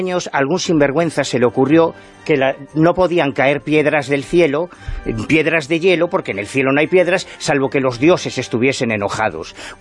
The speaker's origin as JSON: {"language": "Spanish", "region": "Galicia", "country": "Spain", "said": "Yo soy gallego, estoy harto de ver petroglifos en Galicia"}